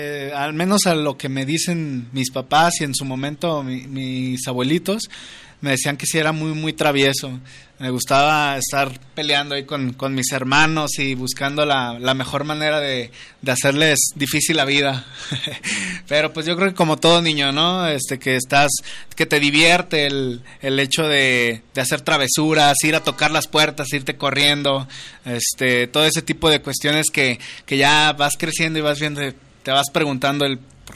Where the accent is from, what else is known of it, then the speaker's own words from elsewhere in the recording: Guadalajara, Jalisco, Mexico; No, sí soy de Guadalajara, pero sí, tengo mucha familia ahí en tierras coloradas.